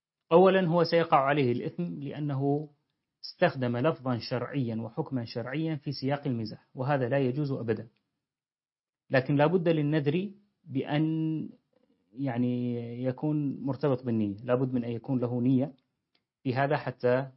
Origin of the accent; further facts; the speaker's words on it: Deir ez-Zor, Deir ez-Zor Governorate, Syria; عندنا في دير الزور